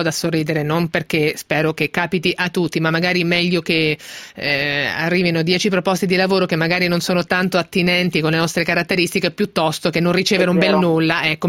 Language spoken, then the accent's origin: Italian; Marche, Italy; A parte che sono marchigiana, quindi me lo immaginavo.